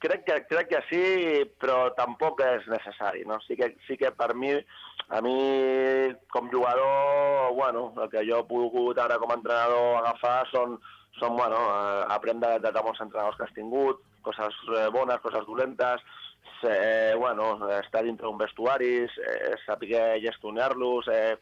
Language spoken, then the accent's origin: Catalan; Rubí, Catalonia, Spain; vaig començar al Rubí, que vas estar 2 anys, que és l'equip del meu poble